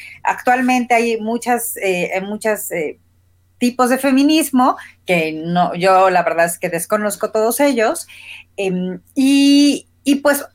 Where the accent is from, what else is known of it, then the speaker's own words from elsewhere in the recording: Morelia, Michoacán, Mexico; cómo ha sido ser feminista en la generación X en México y creciendo en Morelia